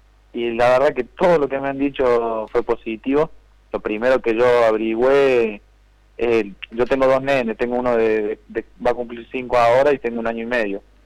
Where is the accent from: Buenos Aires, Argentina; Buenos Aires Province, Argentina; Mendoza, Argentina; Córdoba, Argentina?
Córdoba, Argentina; Malagueño; Estoy acá en mi pueblo, yo vivo de Córdoba capital, saliendo un poco yendo para Carlos Paz, que se llama Malagueño.